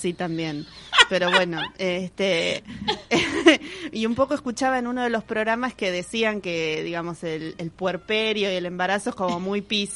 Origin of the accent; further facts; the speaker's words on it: San Isidro, Buenos Aires Province, Argentina; si bien nací en Parque Patricios, me crié casi toda mi vida en San Isidro, lugar que odié toda mi vida.